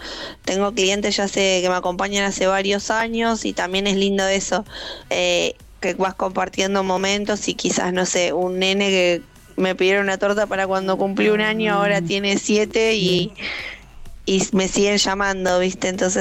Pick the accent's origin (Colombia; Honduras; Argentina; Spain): Argentina; Gerli, Buenos Aires Province; Yo soy de Gerli Avellaneda, pero también hacemos envíos y demás.